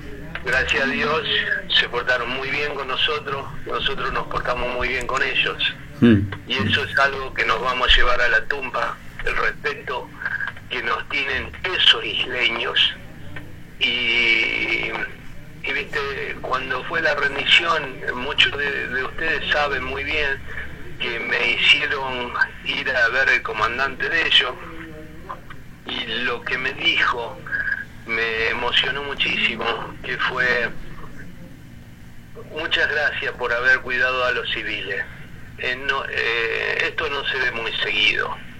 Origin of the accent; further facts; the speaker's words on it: Rosario, Santa Fe, Argentina; Sí, seguro que me sacan mano porque soy rosarino, esos porteños.